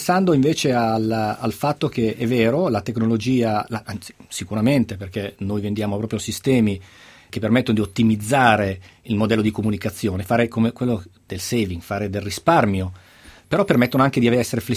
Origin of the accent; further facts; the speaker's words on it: Milan, Lombardy, Italy; also born or lived in Camogli; Io sono milanese, sono milanese, ma sono di quei milanesi che per famiglia vive, ha vissuto la sua infanzia spesso al mare, nella, in una bella zona della Liguria che si chiama Camogli.